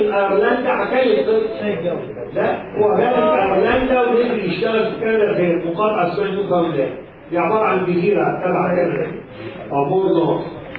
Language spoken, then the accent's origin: Arabic; Egypt; هو اليوناني وانا مصري يعني